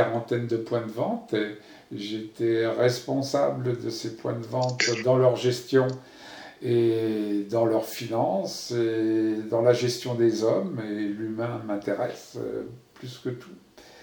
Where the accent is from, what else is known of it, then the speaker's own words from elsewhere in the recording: Paris, Île-de-France, France; born there; Je suis français, né à Paris en 1948. J'ai donc 71 ans aujourd'hui, ou 72 ans.